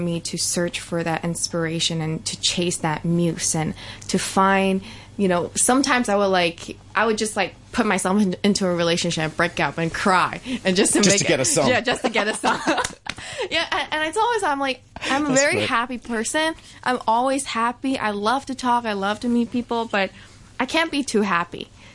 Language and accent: English; Hong Kong; also born or lived in Shanghai / New York; Especially, you know, I'm from Hong Kong. I lived in Shanghai, and then okay. I moved to New York.